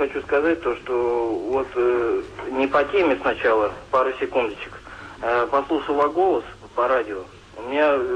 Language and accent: Russian; Moscow, Russia; born there; Я русский человек, родился в Москве